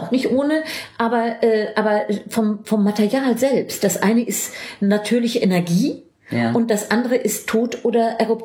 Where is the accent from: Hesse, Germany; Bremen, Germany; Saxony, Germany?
Hesse, Germany; Frankfurt; als Frankfurter dachte ich irgendwie, Weimar, Goethe.